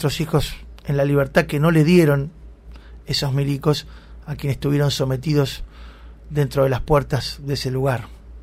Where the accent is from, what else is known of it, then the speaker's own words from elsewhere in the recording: Argentina; nos ha dejado satisfechos a todos como ciudadanos argentinos